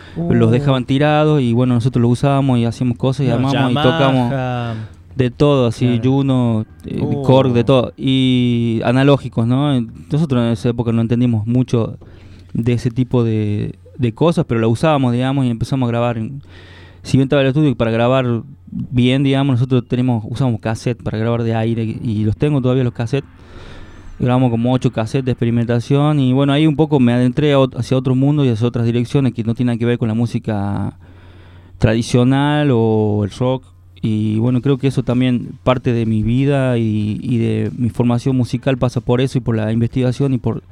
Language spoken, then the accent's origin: Spanish; Chilecito, La Rioja, Argentina; En Chilecito, yo soy de Chilecito.